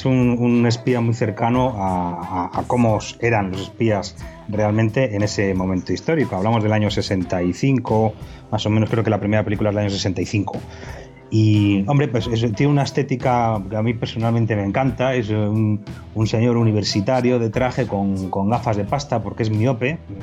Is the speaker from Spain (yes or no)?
yes; Spain; como español agradecido que soy